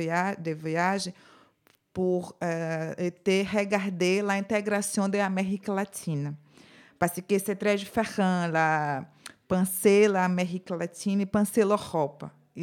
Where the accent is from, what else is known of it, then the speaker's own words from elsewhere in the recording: Brazil; French is a second language; Je suis brésilienne